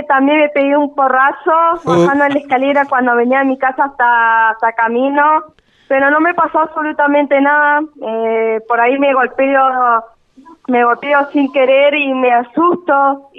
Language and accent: Spanish; Buenos Aires, Argentina; yo soy de Buenos Aires también